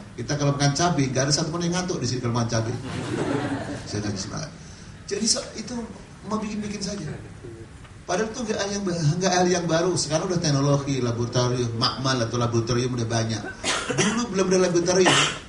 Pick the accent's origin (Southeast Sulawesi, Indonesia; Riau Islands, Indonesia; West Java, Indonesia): West Java, Indonesia; Bekasi; Bekasi kan tangga kita, daerah saya.